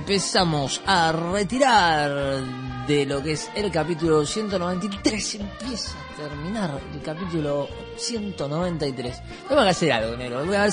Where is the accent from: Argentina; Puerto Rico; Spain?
Argentina; Sí, sí, bueno, estamos en época de mundial, somos todos más argentinos.